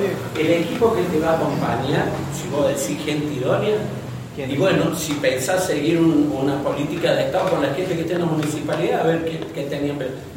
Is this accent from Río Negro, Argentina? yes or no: no; Capilla del Monte, Córdoba, Argentina; born there; Soy nacido en Capilla del Monte. Tengo 60 años.